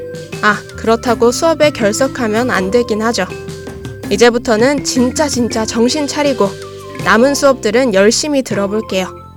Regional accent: Texas, United States; now in South Korea; 저는 어렸을 때 미국의 텍사스주에 살았는데요. 거긴 따뜻한 곳이라서 겨울에 눈이 오는 일이 거의 없었어요. 근데 딱 한국에 입국했을 때

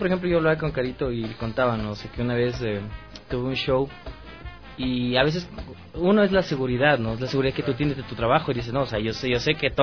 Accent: Ambato, Tungurahua, Ecuador; moved away as an adult; also born or lived in Spain; Sí, soy ambateño. Entonces, fue en Ambato, más o menos a los 19 años yo salí del Ecuador, fui a España y viví 7 años allá.

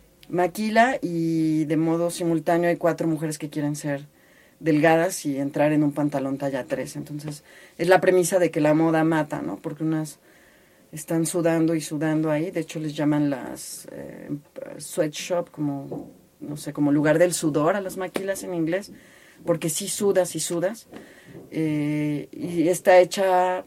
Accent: Tehuacán, Puebla, Mexico; Soy de Tehuacán, en el estado de Puebla, en lo que es la Mixteca Poblana.

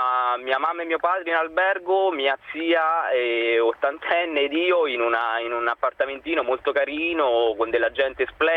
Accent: L'Aquila, Abruzzo, Italy; io sono un aquilano, non ho vissuto la prima scossa perché ero fuori al lavoro a Modena e sono rientrato subito, alle 9:30 ero già all'Aquila a cercare mio padre, a cercare mia zia di 80 anni.

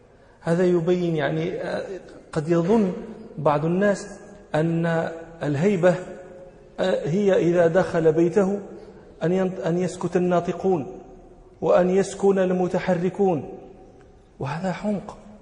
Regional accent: Morocco; من أمثلة ذلك عندنا في المغرب الجبال المنسوب إليهم يقولون فيه جبلي

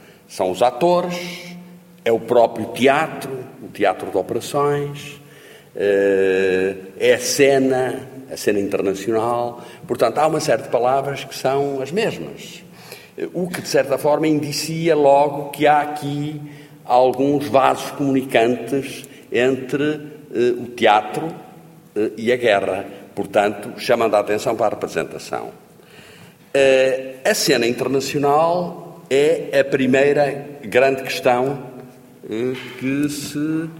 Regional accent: Norte, Portugal; estou a falar para gente do Norte, de onde eu sou, do Porto, onde eu estudei

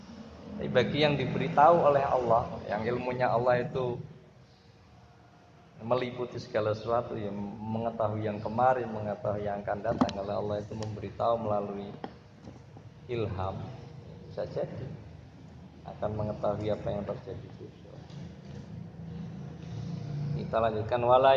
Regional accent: Kudus, Central Java, Indonesia; now in Pekalongan, Indonesia; Saya orang Kudus tinggal di Pekalongan

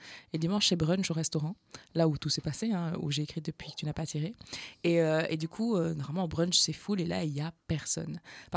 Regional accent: Wallonia, Belgium; accent: Carolo; Je disais, c'est parce que j'ai un accent, qu'on me parle comme ça, un accent carolo.

